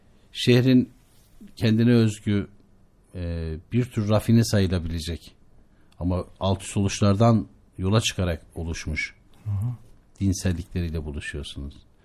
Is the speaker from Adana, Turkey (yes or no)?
no; Şavşat, Artvin, Turkey; Ben Şavşatlıyım, Artvin Şavşatlıyım. Artvin Şavşat, Karaağaç Köyü.